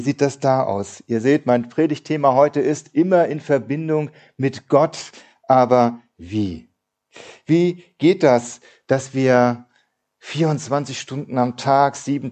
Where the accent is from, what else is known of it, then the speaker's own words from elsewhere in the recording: Eutin, Schleswig-Holstein, Germany; dass meine Eltern auf dem anderen Ende von Eutin, wo ich groß geworden bin, gebaut haben.